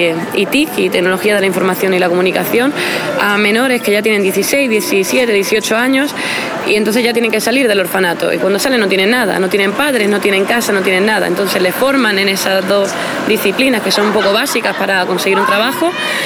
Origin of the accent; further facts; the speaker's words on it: Extremadura, Spain; now in Czech Republic; Pues yo vengo de España